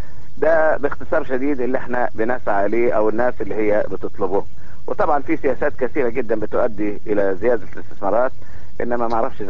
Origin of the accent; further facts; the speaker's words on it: Egypt; او بيخلي الناس تتفائل عندنا في مصر هنا